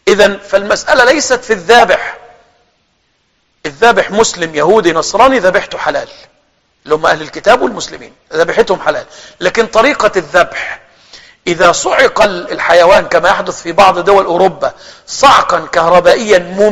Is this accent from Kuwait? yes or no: no; Egypt; مشهور عندنا في مصر بينطقوا الشهادتين على الذبيحة،